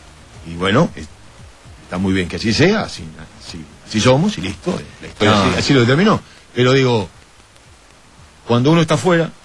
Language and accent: Spanish; Uruguay; jugar una final contra Argentina como uruguayo y ganarle.